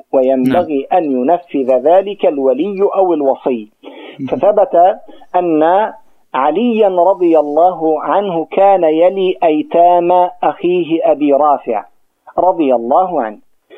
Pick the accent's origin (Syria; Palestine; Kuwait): Palestine; Gaza, Gaza Strip; عندنا في غزة خطأ جسيم